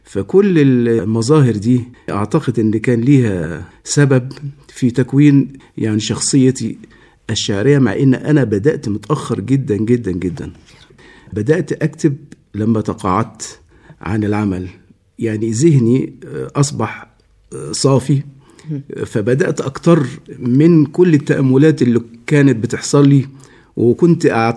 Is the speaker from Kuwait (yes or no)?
no; Port Said, Port Said Governorate, Egypt; هو أنا من أبناء بورسعيد.